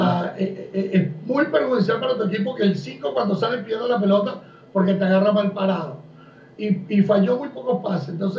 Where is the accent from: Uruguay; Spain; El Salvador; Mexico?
Uruguay; yo como uruguayo quiero que crezca y que se convierta en un muy buen 5 que Uruguay siempre le ha hecho falta.